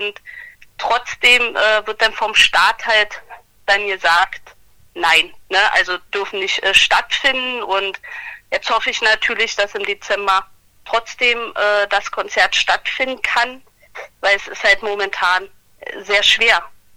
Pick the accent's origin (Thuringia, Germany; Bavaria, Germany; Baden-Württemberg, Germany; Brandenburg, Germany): Brandenburg, Germany; Brandenburg im Kreis Barnim.